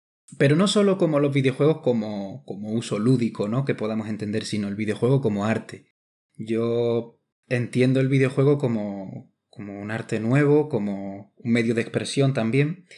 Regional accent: Ronda, Andalusia, Spain; moved away as an adult; now in Madrid, Spain; Pues sí, Ronda es mi ciudad natal, que le tengo muchísimo cariño, mi raíz, ¿no? De dónde vengo.

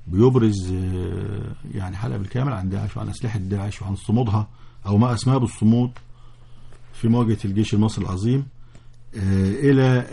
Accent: Egypt; لكن انا كمصري

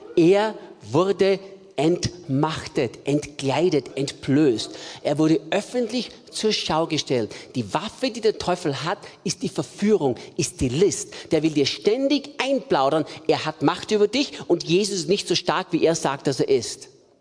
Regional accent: Austria; now in Germany; Bei uns zu Hause in Österreich würde man sagen, Pudelnockert auszogen.

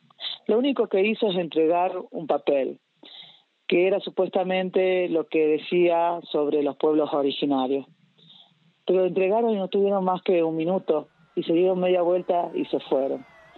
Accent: Tilcara, Jujuy, Argentina; yo me vuelvo para Tilcara, soy de Tilcara y vivo acá en Tilcara.

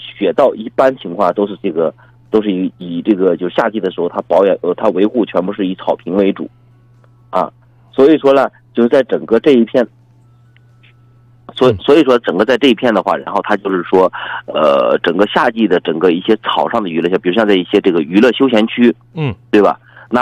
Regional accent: Shanxi, China; 我是山西人

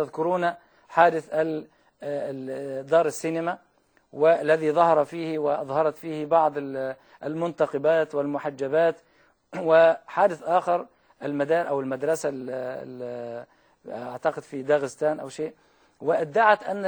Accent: Egypt; والمثل عندنا في مصر يقول

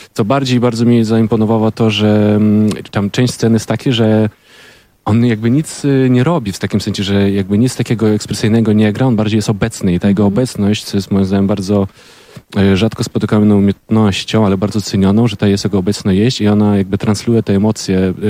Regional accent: Ukraine; Polish is a second language; Tak, pochodzę z Ukrainy.

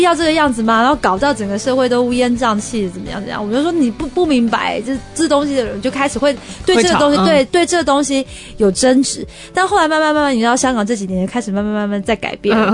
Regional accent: Taiwan; 然后一听到我是台湾人

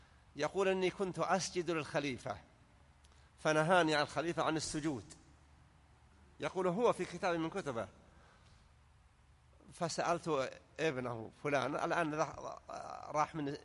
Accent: Saudi Arabia; وأن يحفظ على بلادنا المملكة العربية السعودية أمنها على دينها ودنياها

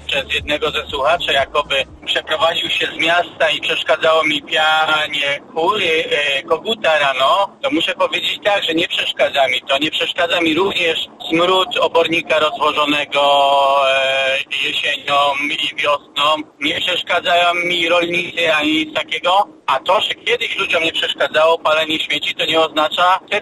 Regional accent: Silesian Voivodeship, Poland; born there; Urodziłem się na Śląsku, mieszkałem 30 lat w mieście, jednym z najbardziej zanieczyszczonych miast

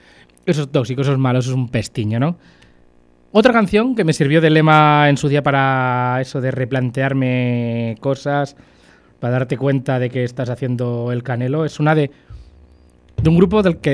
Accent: Pinto, Community of Madrid, Spain; No vivo allá en Pinto, pero vengo por aquí mucho, soy de aquí, me he criado aquí. Es de donde soy

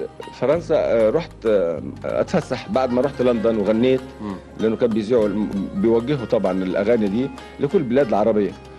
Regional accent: Egypt; فاختاروني أنا من مصر عشان أروح زي أمثل مثلا المغنى الشرقية هناك

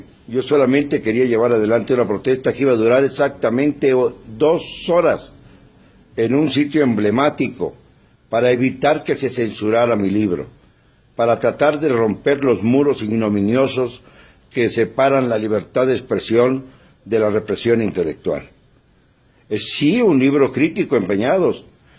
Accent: Mexico; Somos nosotros, los mexicanos, los que tenemos que hacer el papel de mandantes

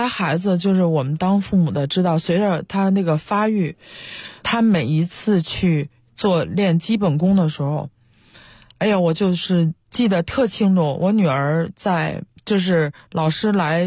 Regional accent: China; 我们都是从国内长大受国内教育一直以来哈，

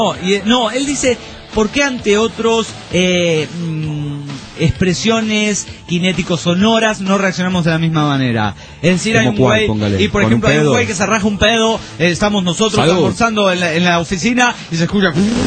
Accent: Aguascalientes, Mexico; soy de Aguascalientes, soy aguacalentón, soy aguacaliento o algo así

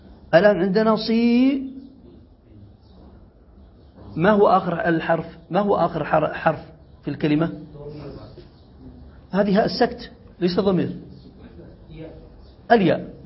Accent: Yemen; هذا موجود عندنا في اليمن في الدارجية.

